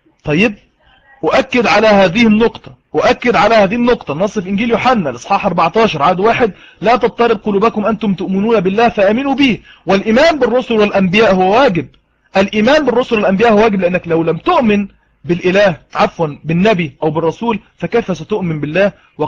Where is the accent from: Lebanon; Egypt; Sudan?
Egypt; انا مصري وهو مصري